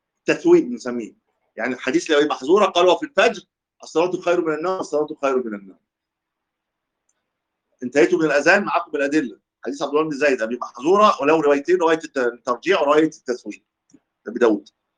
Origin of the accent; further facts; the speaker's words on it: Egypt; وفي عندها في ناس لا تاتي بالتثويب حتى كمان، بس طبعا مش عندنا في مصر